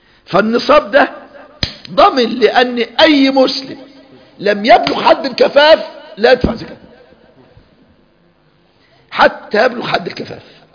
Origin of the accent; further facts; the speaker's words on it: Egypt; وحصل الكلام ده اذكر في الاربعينات عندنا في مصر